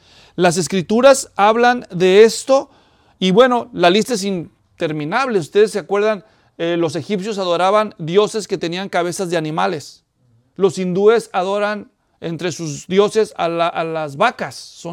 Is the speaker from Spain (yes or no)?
no; Mexico; No de nosotros, porque yo también soy mexicano